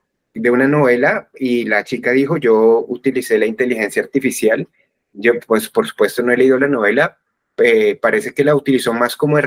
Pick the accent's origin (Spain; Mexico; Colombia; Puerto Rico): Colombia; por qué somos como somos los colombianos